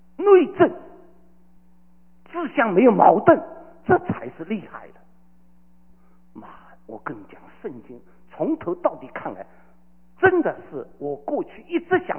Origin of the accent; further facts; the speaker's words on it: Shanghai, China; 我这个上海人脾气不会改的。